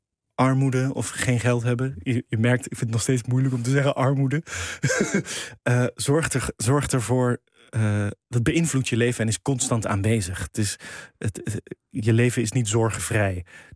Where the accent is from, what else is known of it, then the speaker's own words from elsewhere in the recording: The Hague, South Holland, Netherlands; We zijn vrij vroeg verhuisd. Dus ik ben in de Schilderswijk geboren, maar daarna in het oude centrum van Den Haag opgegroeid. En in Voorburg, zo'n buitenwijk in Den Haag op school gezeten.